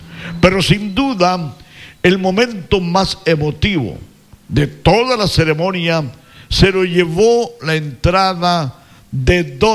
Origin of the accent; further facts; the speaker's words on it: Ecuador; Somos ecuatorianos